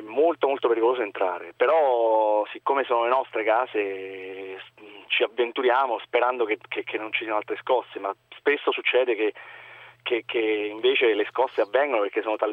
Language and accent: Italian; L'Aquila, Abruzzo, Italy; Sì, sono aquilano e sono tornato all'Aquila perché torno praticamente tutti i giorni.